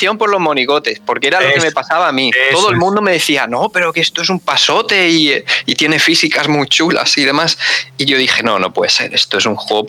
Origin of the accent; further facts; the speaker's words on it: Elche, Valencian Community, Spain; Yo soy de Elche, de la provincia de Alicante.